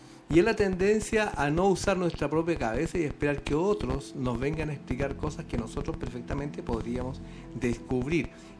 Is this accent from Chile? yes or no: yes; Valdivia, Los Ríos, Chile; En Valdivia, donde yo vivía, donde yo me crié y de donde vengo llegando hace unos pocos días